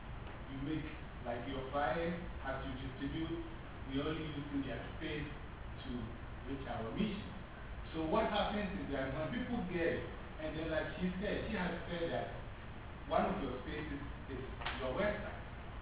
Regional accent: Ghana; In the first place, as we talked … I'm from Ghana. I'm teaching English.

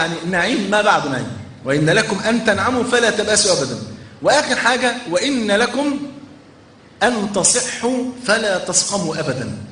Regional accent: Egypt; ده عندنا في مصر

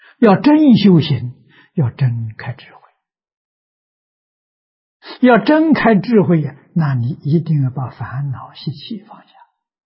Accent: China; 我们中国人讲如鼎足而立

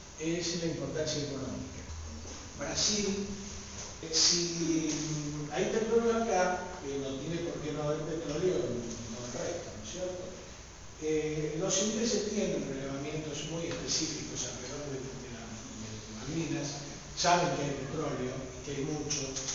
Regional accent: Argentina; me involucro como ciudadano argentino

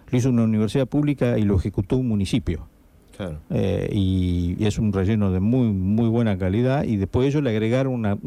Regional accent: Pergamino, Buenos Aires Province, Argentina; En Pergamino, que es mi ciudad natal por otra parte

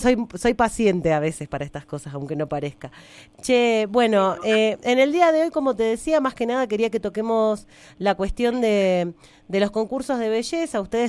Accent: Coronel Dorrego, Buenos Aires Province, Argentina; yo recuerdo cuando era pequeña en mi pueblo, en Coronel Dorrego, muy cerca de Bahía Blanca

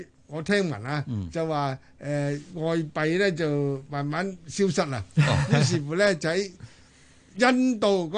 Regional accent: China; 我哋中国人咧叫茶做 tea 噶喎。

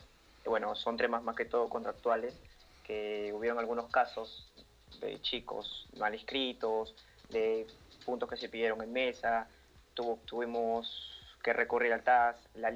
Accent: Lima, Peru; soy de Perú, vivo actualmente en Lima.

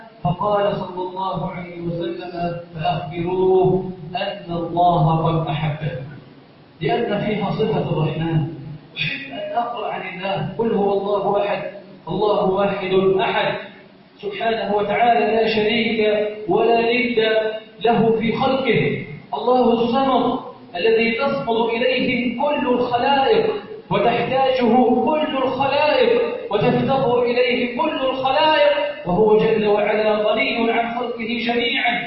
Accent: Egypt; بلدنا مصر سخاء رخاء امنا امانا

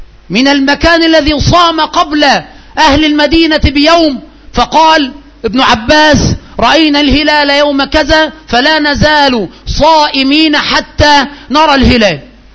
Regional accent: Egypt; عندنا في مصر

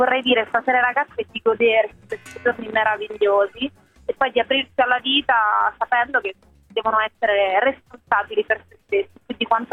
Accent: Rome, Lazio, Italy; che sono romana, vivevo ancora a Roma quando ho fatto la maturità

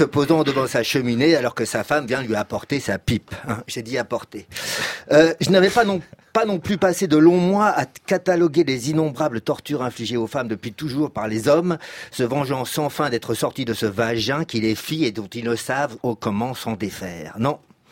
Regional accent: Paris, Île-de-France, France; moi, en tant que Parisien superbe, hautain et stratège

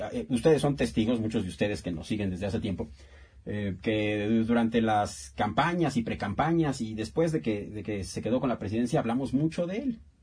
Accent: Mexico; lo que nos queda a nosotros hacer como mexicanos

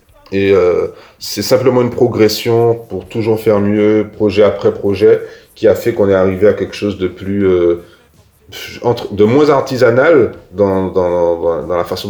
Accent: Ducos, Martinique; qu'on vient pas de, on vient de Ducos. Et à Ducos, on vient pas des pires coins, on vient pas du ghetto

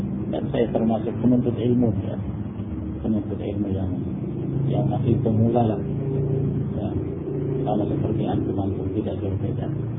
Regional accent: Makassar, South Sulawesi, Indonesia; Makassar itu kota, namanya Makassar. Ya, saya lahir di sana. Dulu namanya Ujung Pandang.

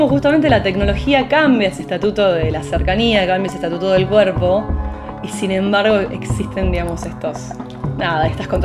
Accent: Buenos Aires, Argentina; yo pasé mi infancia en Caballito, que es el barrio donde nací

